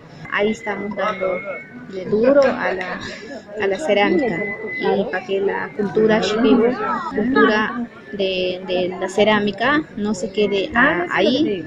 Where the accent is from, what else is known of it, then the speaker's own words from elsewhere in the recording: Peru; Vengo de Perú, cultura Shipibo Conibo.